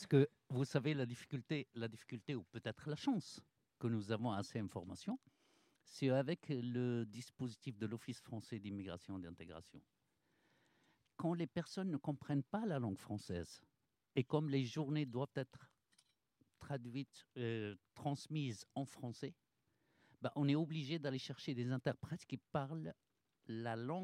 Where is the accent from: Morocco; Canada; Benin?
Morocco; moved away as an adult; now in Orléans, France; Moi, je suis arrivé avec mon baccalauréat du Maroc pour faire mes études à l'Université d'Orléans.